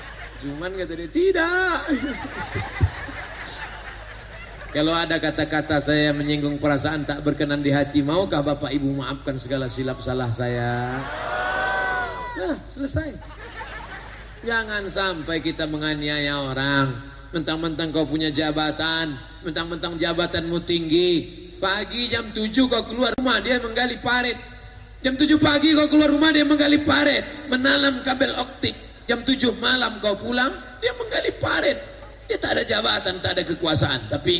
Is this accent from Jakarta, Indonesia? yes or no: no; West Sumatra, Indonesia; Saya bukan orang Melayu Pak Ustaz. Saya orang Minangkabau.